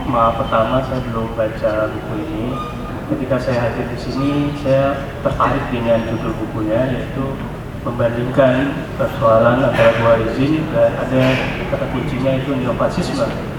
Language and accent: Indonesian; Pariaman, West Sumatra, Indonesia; di Sumatera Barat, di kampung saya, di Pariaman.